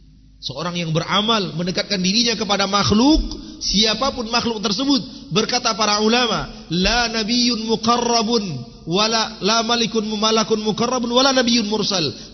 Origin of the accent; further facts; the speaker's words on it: Sumatra, Indonesia; Kalau istilah kami orang Sumatera, nambah tai gigi.